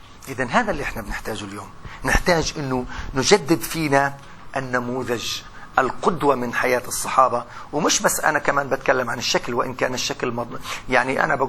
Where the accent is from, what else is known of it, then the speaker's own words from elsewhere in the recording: Palestine; حتى احنا كفلسطينيين